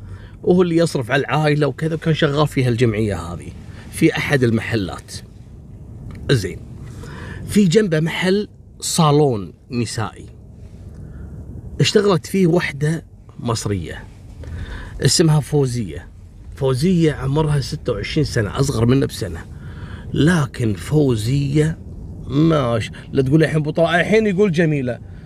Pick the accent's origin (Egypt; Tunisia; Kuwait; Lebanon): Kuwait